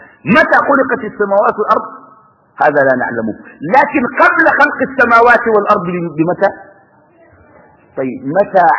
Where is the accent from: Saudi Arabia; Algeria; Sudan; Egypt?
Sudan; وإن أنا آتي من السودان ونلتقي في هذه الساعة